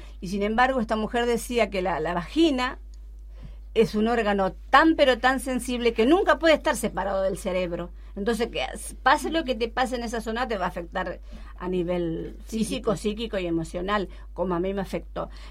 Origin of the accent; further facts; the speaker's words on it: Chaco, Argentina; Yo soy una mujer chaqueña, yo vine de allí, yo soy hija de una mujer que tuvo muchos hijos, analfabeta, vine analfabeta acá